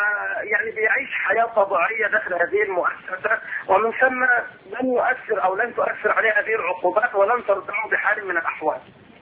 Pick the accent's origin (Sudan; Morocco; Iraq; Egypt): Egypt; يعني زي ما نقول احنا تعبيرنا كمصريين ماشي جنب الخير